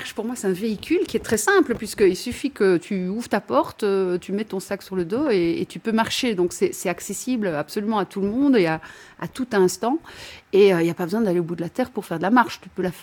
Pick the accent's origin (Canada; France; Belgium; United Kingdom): Belgium; Liège, Wallonia; effectivement, j'ai 53 ans, je viens de la région de Liège en Belgique